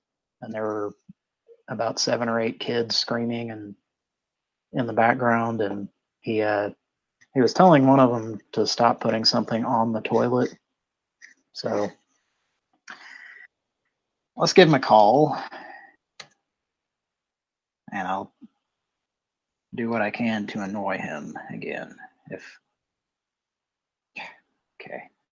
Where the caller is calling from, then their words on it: San Francisco, California, United States; And in case you forgot where I'm calling from, I'm calling from San Francisco.